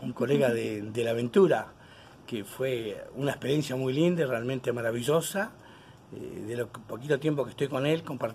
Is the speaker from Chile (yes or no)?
no; Las Heras, Santa Cruz, Argentina; esto ya hace 9 años que no vuelvo a mi tierra natal. Yo soy nacido en la provincia de Las Heras, en la provincia de Santa Cruz, en la localidad de Las Heras, colonia de Las Heras, provincia de Santa Cruz